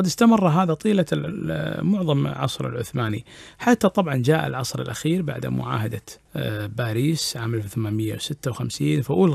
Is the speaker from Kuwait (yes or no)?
yes; Kuwait; موجودة عندنا في الكويت وعندنا موجودة أعتقد في الخليج اللي هو السربوتي